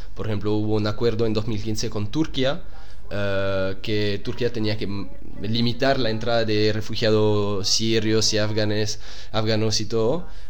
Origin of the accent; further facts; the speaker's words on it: Switzerland; yo soy suizo, y en mi país está bastante muy criticado, porque Suiza es un país no de entrada